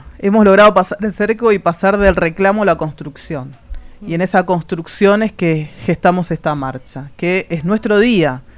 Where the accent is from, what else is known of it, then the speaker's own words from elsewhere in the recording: Argentina; y digo nosotros porque somos argentinos.